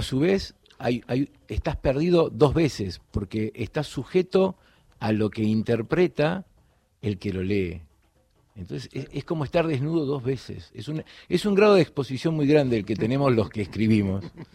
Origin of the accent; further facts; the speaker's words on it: Florida, Buenos Aires Province, Argentina; born there; Florida, provincia de Buenos Aires.